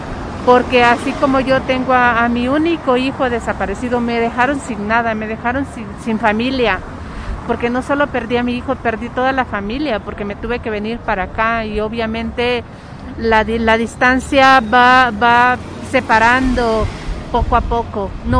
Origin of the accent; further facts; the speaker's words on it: Honduras; moved away as an adult; now in Mexico; yo soy una madre hondureña que llegué a este país desde el año 2012.